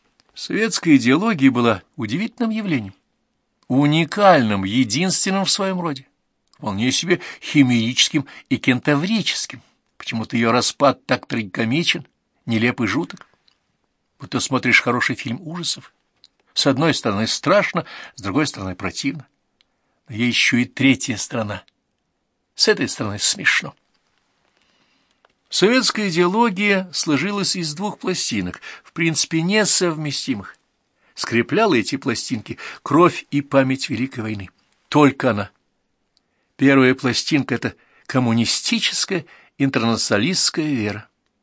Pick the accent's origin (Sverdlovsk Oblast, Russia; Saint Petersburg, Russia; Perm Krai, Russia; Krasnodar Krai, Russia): Saint Petersburg, Russia; Он как услышал, что я из Ленинграда с наличной, так разулыбался вовсю